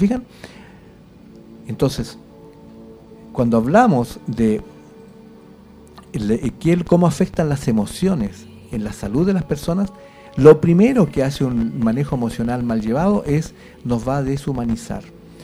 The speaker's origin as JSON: {"language": "Spanish", "country": "Chile", "said": "Nosotros somos responsables, los chilenos."}